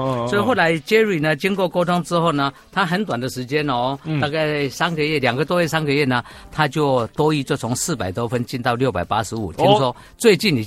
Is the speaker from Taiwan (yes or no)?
yes; Taiwan; accent: Taiwanese Mandarin; 你的很标准，我的呢，我的有一点台湾国语哈，不是那么标准。